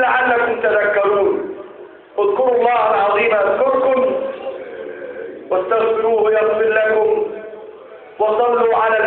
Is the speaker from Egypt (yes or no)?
yes; Egypt; اجعل بلدنا مصر بلدا امنا مطمئنا